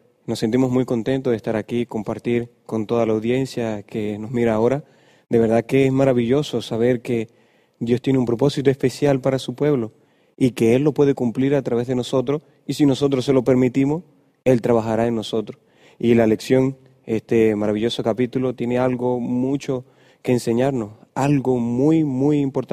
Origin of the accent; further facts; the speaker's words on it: Venezuela; los maracuchos, popularmente diríamos nosotros en Venezuela, los zulianos, a los que viven en Maracaibo. No soy de Maracaibo, pero estuve un tiempo allá